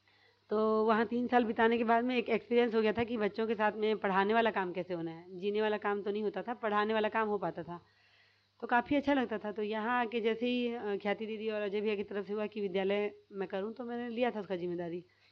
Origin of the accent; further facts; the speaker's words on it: Odisha, India; now in Raipur, India; और जब हम लोग उड़ीसा से रायपुर आए थे